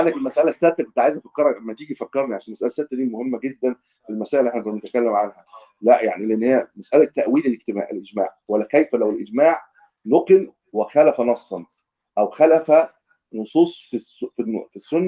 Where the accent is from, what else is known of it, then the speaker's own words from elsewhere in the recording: Egypt; ما تسمع واحنا من اهل مصر.